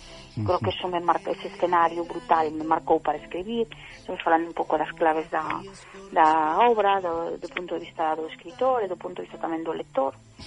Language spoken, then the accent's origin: Galician; Castroverde, Galicia, Spain; porque eu son de Castro Verde.